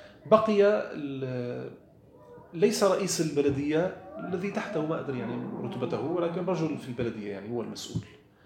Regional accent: Syria; قلت له نحن في عندنا في سوريا

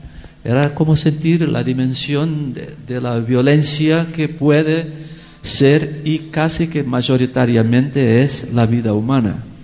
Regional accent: Brazil; Spanish is a second language; Porque, sobre todo para mí que soy brasileño.

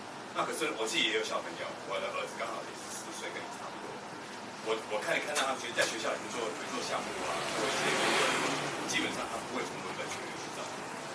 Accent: Taiwan; also born or lived in Hong Kong; 我是一个在台湾长大的香港人。

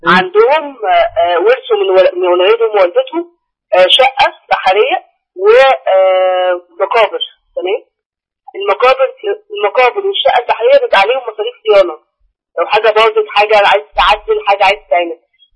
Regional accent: Cairo, Cairo Governorate, Egypt; انا من القاهره

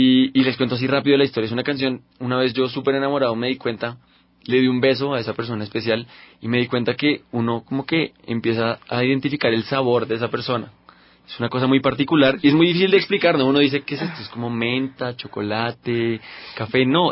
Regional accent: Bogotá, Colombia; Y ya regreso a mi tierra, Bogotá, a descansar unos días

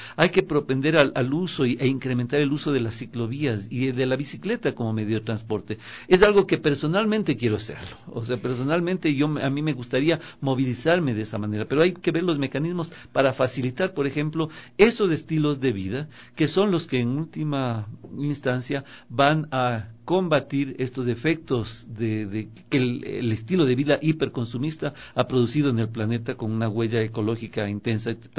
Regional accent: Ecuador; Yo he visto que tarde o temprano los ecuatorianos, sobre todo los que hemos viajado, nos identificamos como tales

